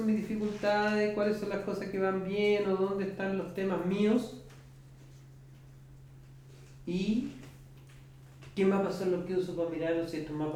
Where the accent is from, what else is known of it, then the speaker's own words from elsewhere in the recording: Concepción, Biobío, Chile; a mí me alivia mucho cuando trabajo en Concepción decir que soy de Concepción.